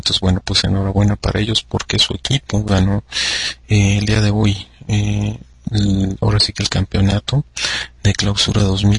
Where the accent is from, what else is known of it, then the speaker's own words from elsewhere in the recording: Mexico; nosotros tenemos algo similar, aunque guardando las distancias, y me refiero por ejemplo en nuestro caso como mexicanos